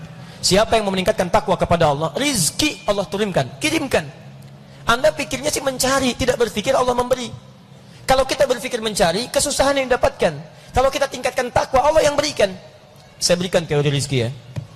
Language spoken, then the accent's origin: Indonesian; Bekasi, West Java, Indonesia; Ayo, saya orang Bekasi.